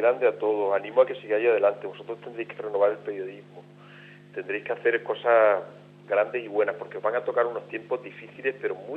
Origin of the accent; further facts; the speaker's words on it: Extremadura, Spain; Un cariño tremendo. Yo mi tierra la adoro. La amo con locura.